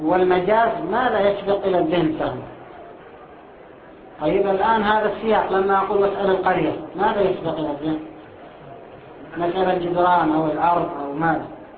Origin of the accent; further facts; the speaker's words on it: Aden, Yemen; فكانت العملة الجنوبية بالدينار عندنا في عدن